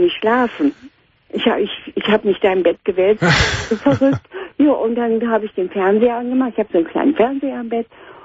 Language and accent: German; North Rhine-Westphalia, Germany; ich komme aus dem Ruhrgebiet